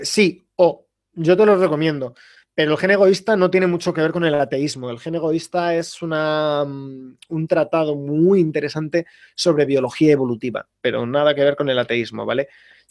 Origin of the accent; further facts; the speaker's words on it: Valladolid, Castile and León, Spain; now in Seville, Spain; soy de Valladolid, estudié en León y ahora mismo vivo en Sevilla.